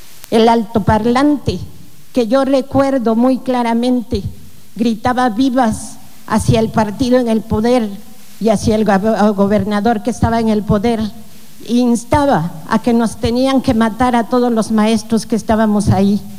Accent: Oaxaca, Mexico; porque soy mujer, porque soy oaxaqueña, porque soy digna

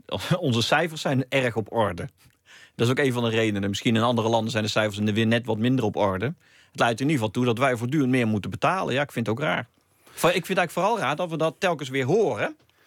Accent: Netherlands; Heel veel geld in ieder geval hebben wij allemaal gekocht, Nederlanders, dus dat is onze bank.

